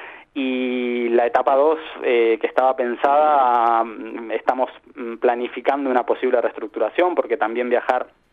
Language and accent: Spanish; Uruguay; also born or lived in Valencia; now in Spain; Nosotros decimos que hemos hecho 3 emigraciones. La primera, cuando vinimos desde Uruguay, bueno, probablemente buscando nuestras raíces españolas.